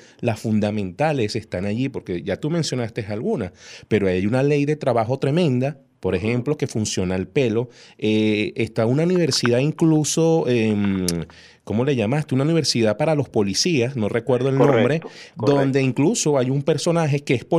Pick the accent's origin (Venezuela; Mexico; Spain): Venezuela; que pueden o podemos superar como venezolanos para tener justamente eso, un país de porvenir